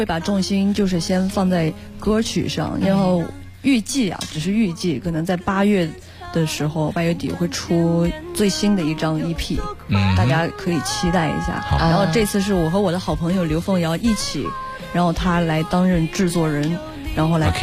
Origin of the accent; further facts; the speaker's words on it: Yunnan, China; 因为我是云南的少数民族，